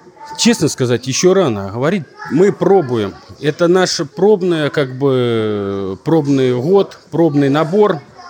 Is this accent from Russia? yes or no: yes; Mozhaysk, Moscow Oblast, Russia; born there; now in Bryansk, Russia; Я родился в Можайске, ну, с 80-го года здесь живу, уже 40 лет.